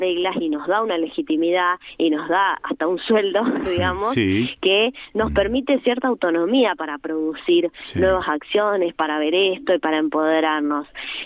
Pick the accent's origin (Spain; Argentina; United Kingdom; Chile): Argentina; con mensajes o con sentidos que puedan unificarnos en un hacer como argentinos